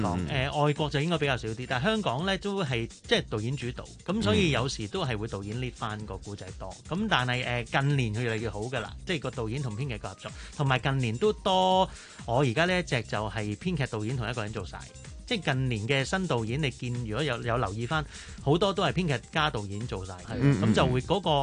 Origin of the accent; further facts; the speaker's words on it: China; 但系我哋中国人食饭咧，夜晚你点都要出嚟嘅